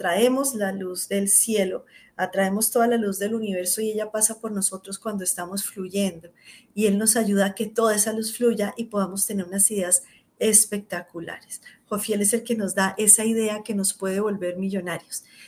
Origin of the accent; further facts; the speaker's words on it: Colombia; en Colombia, yo soy colombiana, también soy española, pero soy colombiana de nacimiento y española de padres, de familia